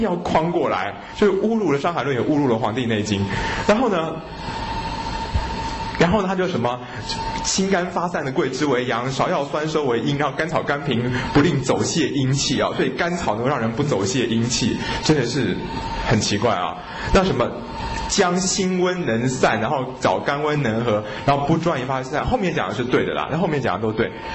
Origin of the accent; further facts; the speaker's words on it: China; 那我们中国人说肺的气要能够收敛，能够肃降